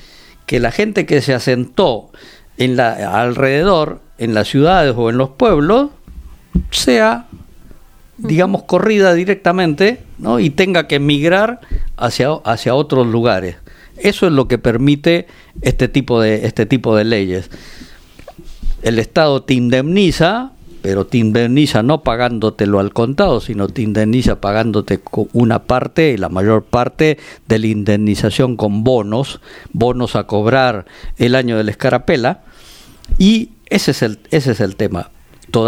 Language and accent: Spanish; Peru; nosotros eso como peruanos lo sabemos recontra bien